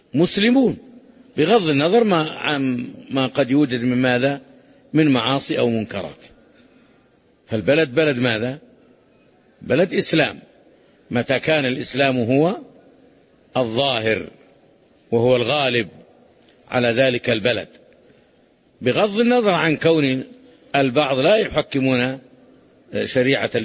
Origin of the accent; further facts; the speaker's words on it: Saudi Arabia; لا يفرقون بين بلادنا المملكة العربية السعودية التي تقيم شرع الله وبين غيرها